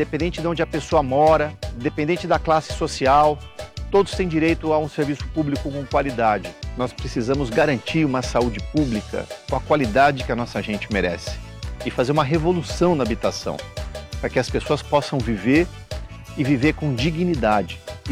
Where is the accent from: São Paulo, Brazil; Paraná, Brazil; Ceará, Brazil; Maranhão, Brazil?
São Paulo, Brazil; Santo André; Sou andreense, pai do João e do Luiz, tenho 47 anos, nasci em Santo André.